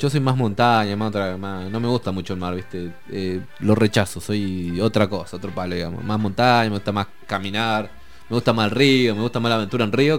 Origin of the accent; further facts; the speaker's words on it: Aluminé, Neuquén, Argentina; De Neuquén, sí.